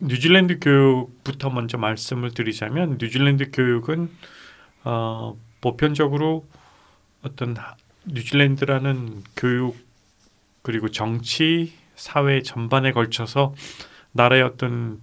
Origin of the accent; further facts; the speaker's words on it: South Korea; moved away as an adult; now in New Zealand; 저도 이제 한국에서 대학원까지 다니고 뭐 공부를 직접 거기에서 자라면서 커가면서 해왔기 때문에 그리고 이제 그곳에서 입학 시험을 치르고 이제 전부 자라왔던 세대이기 때문에